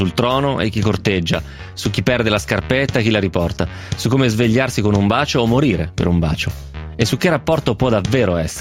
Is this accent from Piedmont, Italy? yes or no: yes; Romentino, Piedmont, Italy; La seconda tappa di questo processo avviene nello spogliatoio del campo sportivo di Romentino, il mio paese.